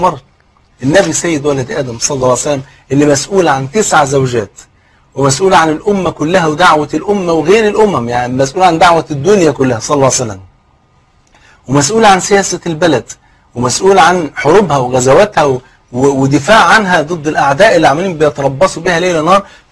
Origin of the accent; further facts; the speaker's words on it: Egypt; وزي ما يقول كده المثل عندنا في مصر، اللي ما يعرفك يجهلك